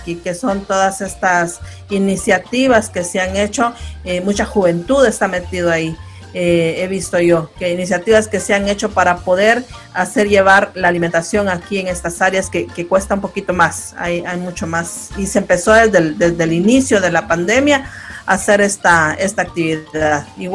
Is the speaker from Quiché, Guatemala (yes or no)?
yes; Uspantán, Quiché, Guatemala; Yo soy originaria de uno de ellos. Mi pueblo origen es Uspantán, se llama, queda occidente del país, camino a México, y muy de frontera con México.